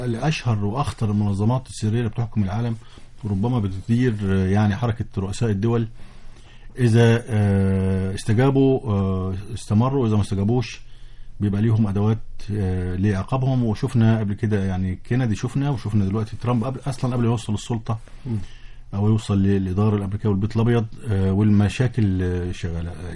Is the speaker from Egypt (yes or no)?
yes; Egypt; لكن احنا كمصريين كنا نتمنى ان يحدث الاتي